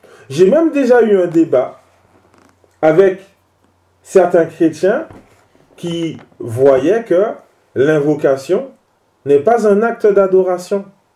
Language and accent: French; French Antilles, France; Même chez nous, aux Antilles, on trouve ce genre d'ambiguïté chez les chrétiens.